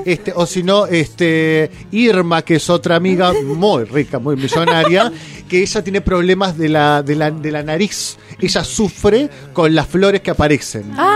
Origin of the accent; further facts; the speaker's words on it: Bariloche, Río Negro, Argentina; Que le escucho el programa, que yo soy de Bariloche.